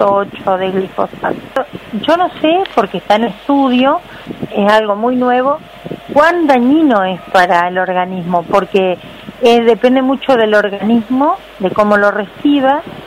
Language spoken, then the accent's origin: Spanish; Ceibas, Entre Ríos, Argentina; born there; also born or lived in Villa Paranacito; yo nací en Ceibas, en un pueblo en el campo, donde se hacía ganadería.